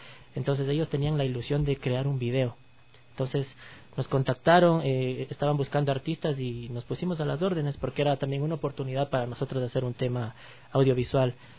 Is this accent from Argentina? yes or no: no; Riobamba, Chimborazo, Ecuador; somos oriundos de Riobamba.